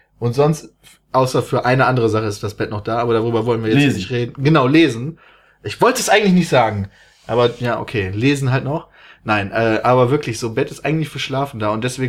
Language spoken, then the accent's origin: German; Germany; ich komme aus Deutschland.